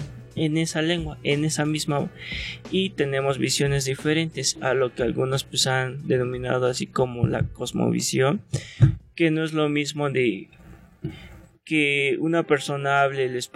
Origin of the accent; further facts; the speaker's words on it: Morelos, Mexico; first language nah; now in Mexico City, Mexico; seguir fortaleciendo nuestra lengua materna. En este caso pues yo hablo de la lengua náhuatl, de ahí de Morelos. Llegué aquí en el 2013